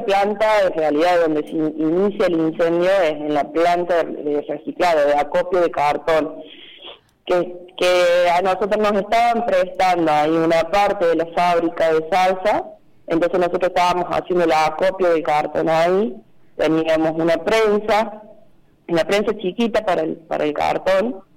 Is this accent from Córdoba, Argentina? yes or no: yes; Cruz del Eje, Córdoba, Argentina; de Cruz del Eje.